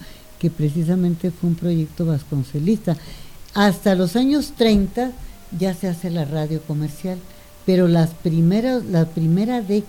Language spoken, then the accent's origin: Spanish; Naco, Sonora, Mexico; allá en mi pueblo natal, donde yo nací, en Naco, Sonora